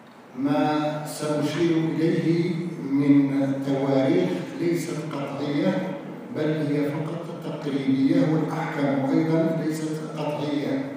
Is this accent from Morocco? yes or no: yes; Morocco; شكرا للذين استضافوا وطني، وشكرا للذين استضافوني أنا وزملائي المثقفين من المغرب